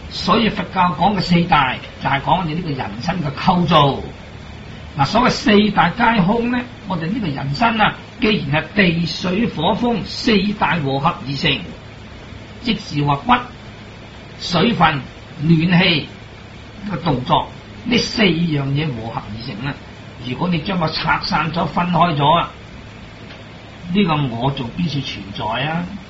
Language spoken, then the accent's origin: Cantonese; Hong Kong; 咁佢有一个讲法，我哋香港人啊，所谓冇一样咧做唔到嘅